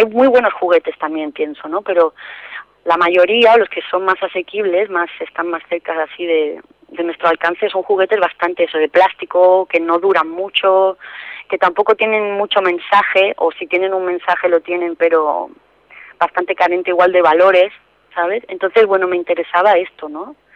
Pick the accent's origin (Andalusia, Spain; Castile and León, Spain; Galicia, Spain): Andalusia, Spain; yo soy andaluza.